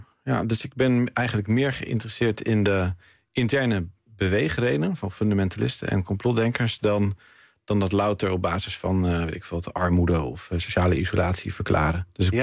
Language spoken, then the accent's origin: Dutch; Haarlem, North Holland, Netherlands; Ik kwam zelf van Haarlem